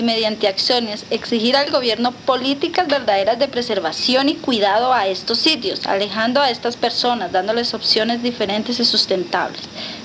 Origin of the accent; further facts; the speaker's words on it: Soatá, Boyacá, Colombia; El agua que suena ahora, hablando de donde soy, de mi pueblo, Soatá, ya es escasa